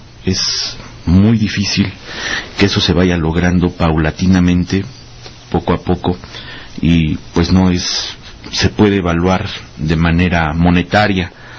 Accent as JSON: {"language": "Spanish", "country": "Mexico", "said": "esa es la fecha como mexicanos en este día"}